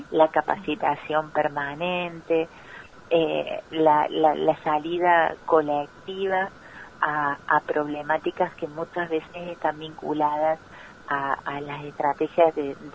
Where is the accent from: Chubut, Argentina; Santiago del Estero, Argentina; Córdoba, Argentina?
Córdoba, Argentina; Villa María; yo soy oriunda de Villa María, provincia de Córdoba, ¿no?